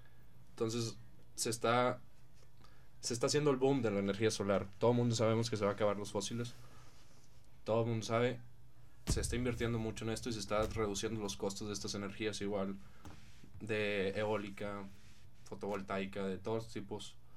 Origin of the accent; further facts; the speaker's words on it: Monterrey, Nuevo León, Mexico; Somos mexicanos.